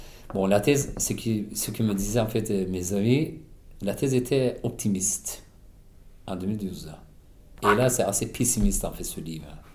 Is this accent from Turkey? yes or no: yes; Turkey; moved away as an adult; je suis kurde d'Alevi. Bon, minoritaire de toute façon de la politique en Turquie déjà.